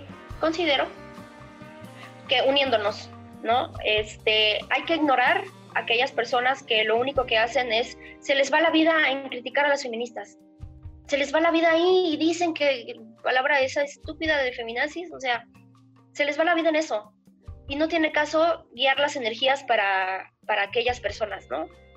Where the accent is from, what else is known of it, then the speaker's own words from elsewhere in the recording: Mexico; Porque soy ciudadano, porque soy mexicano, porque me identifico